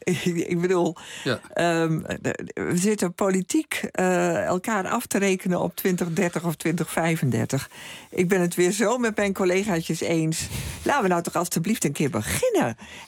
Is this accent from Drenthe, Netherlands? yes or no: yes; Hoogeveen, Drenthe, Netherlands; ik ben geboren en getogen in Hogeveen. En dat is dicht bij die Vanberg.